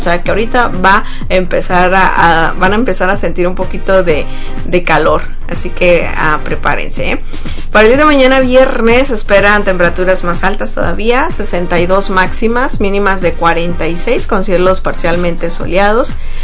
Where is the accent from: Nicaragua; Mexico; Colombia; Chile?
Mexico; Sonora; yo vengo de Sonora, de México, y pues es un estado muy caluroso. Entonces toda mi vida viví en el calor extremo.